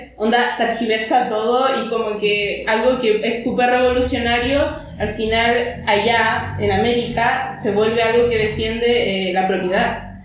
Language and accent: Spanish; Chile; Yo soy de Chile. Y, por ejemplo, allá la cosa de los chalecos amarillos también ocurrió en algún momento de la revuelta